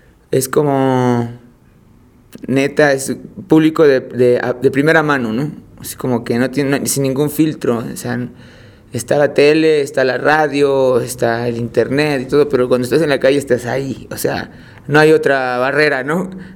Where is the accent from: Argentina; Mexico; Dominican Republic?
Mexico; Mexico City; Yo nací en La Cruz, Iztacalco, y crecí en la Agrícola Oriental. Y después, a los 10 años me fui a vivir a Iztapalapa, ahí por Cabeza de Juárez. Entonces soy de zona oriente siempre, ¿no?